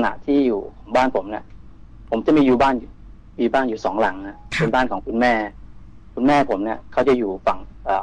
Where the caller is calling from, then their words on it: Bang Na, Bangkok, Thailand; บางนาครับพี